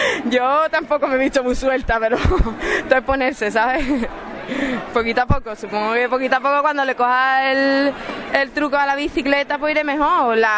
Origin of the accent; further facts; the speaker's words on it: Cádiz, Andalusia, Spain; yo soy de Cádiz, hice uno en Cádiz que se ha hecho este año por primera vez